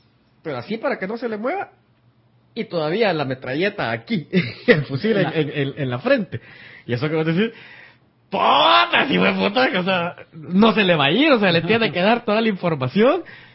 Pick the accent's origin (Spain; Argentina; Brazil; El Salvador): El Salvador; Acajutla, Sonsonate; born or raised there